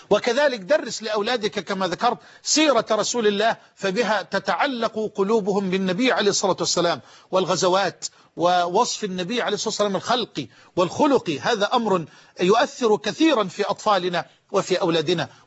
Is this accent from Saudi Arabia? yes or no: no; Damuh, Egypt; في قريتنا المتواضعة الحبيبة قرية دموه. كنت في الكتاب عند الشيخ مصباح رحمه الله قد حفظت القرآن وأنا في 8 من عمري